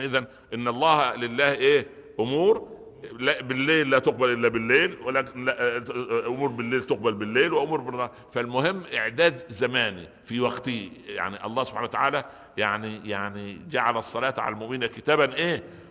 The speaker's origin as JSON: {"language": "Arabic", "region": "Upper Egypt", "country": "Egypt", "said": "زار شيخا جليلا عندنا في الصعيد مصر"}